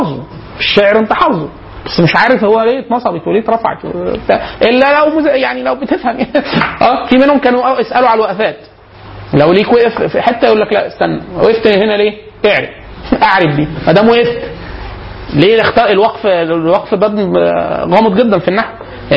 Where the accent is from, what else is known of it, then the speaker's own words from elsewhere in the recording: Upper Egypt, Egypt; كانت عندنا في الصعيد